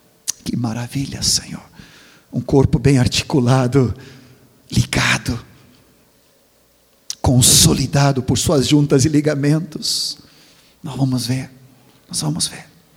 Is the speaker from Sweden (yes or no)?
yes; Sweden; now in Brazil; como eu vim da Suécia, ainda sou sueco, mas eu não sou mais estrangeiro, eu sou brasileiro, sou gaúcho